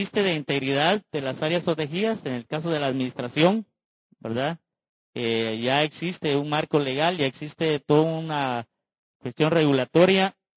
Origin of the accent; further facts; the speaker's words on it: Petén, Guatemala; La zona de donde vengo, que es el departamento de Petén, es la tercera parte del territorio nacional